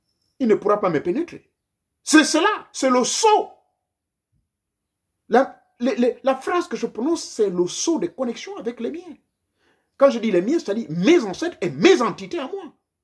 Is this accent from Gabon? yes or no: yes; Gabon; born there; comme je suis né au Gabon